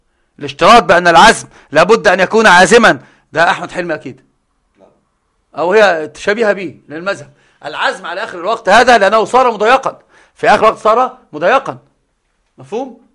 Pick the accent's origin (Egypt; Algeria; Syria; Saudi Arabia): Egypt; Upper Egypt; زي صعيدة اللي عندنا، أنا صعيدي أيضا